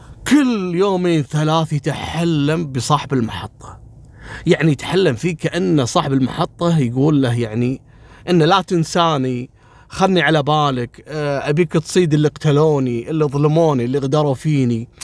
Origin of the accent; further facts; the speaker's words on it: Kuwait; احنا عندنا في الكويت قبل كنا مثلا البنغلاديشي يعني نبعده